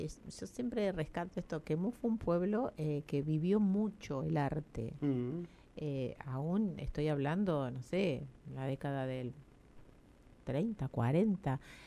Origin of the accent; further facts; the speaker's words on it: La Pampa, Argentina; Yo llegué regresé a la provincia de La Pampa en el año 91, en el 93 me instalé acá en Santa Rosa